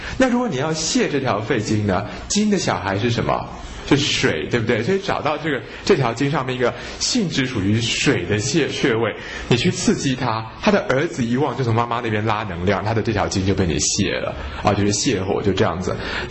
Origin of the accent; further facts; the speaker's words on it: China; 因为我们中国人说五行是土生金，对不对？